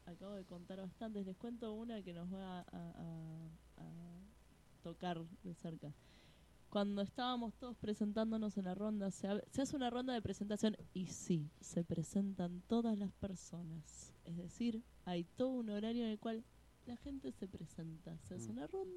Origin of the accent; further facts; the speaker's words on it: Buenos Aires, Argentina; Yo vengo de Buenos Aires y me encanta escuchar que acá hay triunfos